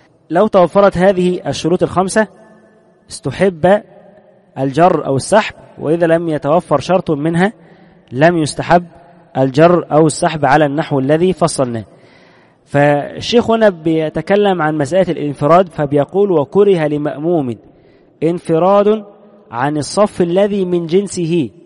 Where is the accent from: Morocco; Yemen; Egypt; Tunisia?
Egypt; عندنا في مصر سنجد أن حتى عامة الناس متأثرون